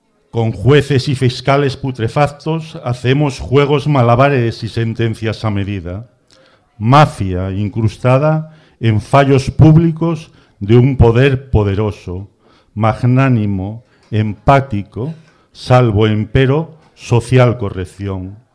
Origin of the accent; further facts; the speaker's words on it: Avilés, Asturias, Spain; Bueno, venimos de Avilés y voy a...